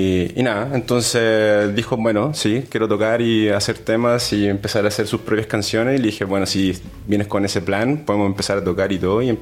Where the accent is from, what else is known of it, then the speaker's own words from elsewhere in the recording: Chile; now in Granada, Spain; Yo soy de Chile.